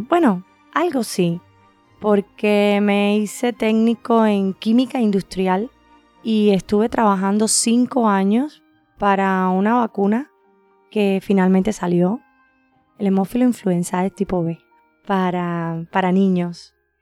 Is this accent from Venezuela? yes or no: no; Cuba; moved away as an adult; Salí por primera vez de Cuba, nunca había salido.